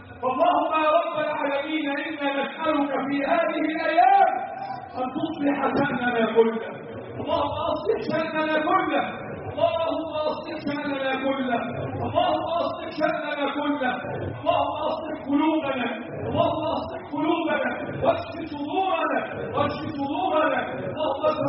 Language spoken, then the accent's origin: Arabic; Egypt; اللهم احفظ بلدنا مصر وسائر بلاد